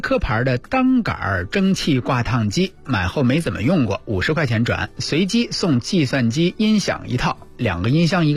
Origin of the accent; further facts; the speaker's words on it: Inner Mongolia, China; 1945年出生，我是内蒙古人